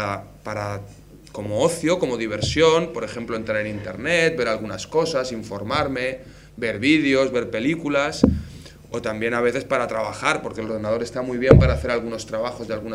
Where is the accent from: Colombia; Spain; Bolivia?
Spain; Valencia, Valencian Community; now in Murcia, Spain; Yo, como os decía antes, soy de Valencia, entonces lo que más me gusta es la paella, el arroz. Y desde que he venido a Murcia